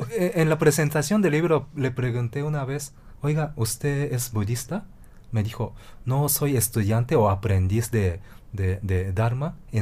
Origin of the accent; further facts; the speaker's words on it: Japan; Siendo japonés. A mí me gustaba mucho hablar de Japón y la historia de Japón con él porque sabía muchísimo, ¿no?